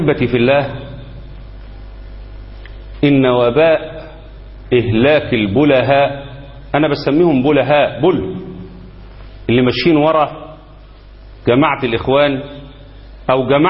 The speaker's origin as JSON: {"language": "Arabic", "country": "Egypt", "said": "اللي بيمزق الأمة عندنا في مصر ويقتل الناس"}